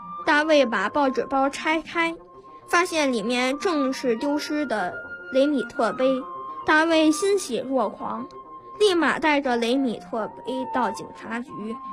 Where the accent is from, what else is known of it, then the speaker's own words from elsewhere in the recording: Beijing, China; 是校游泳队的成员，今年11岁。